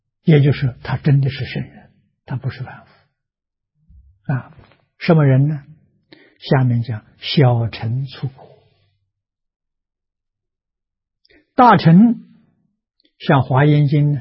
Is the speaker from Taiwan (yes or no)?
no; China; 所以能思想的我们中国人叫灵魂